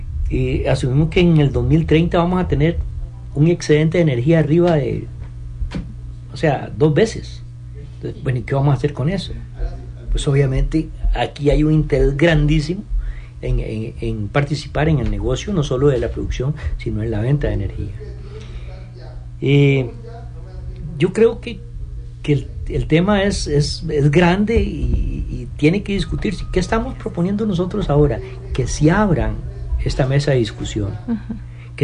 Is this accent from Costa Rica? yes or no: yes; Costa Rica; a veces se nos olvida como buen tico algunas cosas.